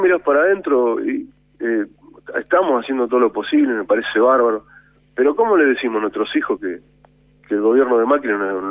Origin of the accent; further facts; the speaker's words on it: Argentina; Nosotros como pueblo, como argentinos